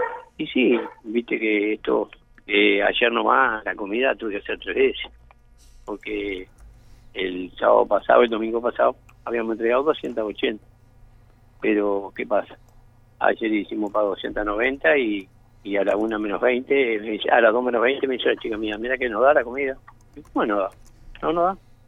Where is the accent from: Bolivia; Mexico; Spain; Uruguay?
Uruguay; San Carlos, Maldonado; sí soy nacido y criado en San Carlos. Soy de la ciudad esta.